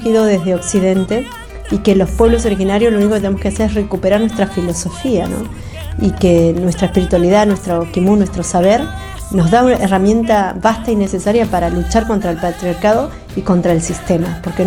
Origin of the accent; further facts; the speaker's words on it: Chubut, Argentina; soy de la Nación Mapuche, vengo de la provincia de Chubut, de la comunidad Mapuche Pilian Mahuiza